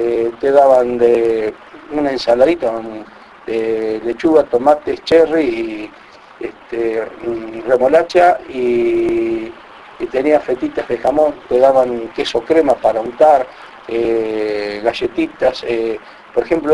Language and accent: Spanish; Buenos Aires Province, Argentina; yo soy de la provincia de Buenos Aires, le digo, 250 kilómetros de Capital.